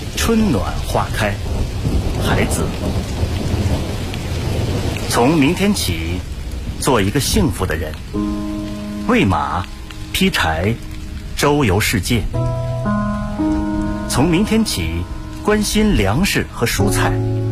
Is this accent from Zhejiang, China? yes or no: no; Inner Mongolia, China; now in Beijing, China; 我的家乡在内蒙古，现居北京。